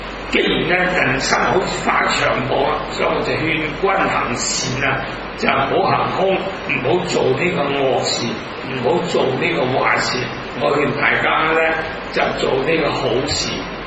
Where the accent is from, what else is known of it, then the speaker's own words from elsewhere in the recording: Hong Kong; 咁我哋香港人咧，那咁啊，榕樹頭好多嗰啲夜晚咧